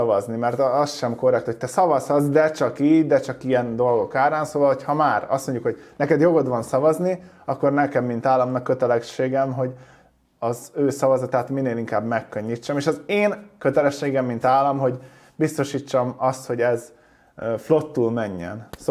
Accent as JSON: {"language": "Hungarian", "country": "Hungary", "said": "hanem én ide megszülettem, és magyarnak születtem"}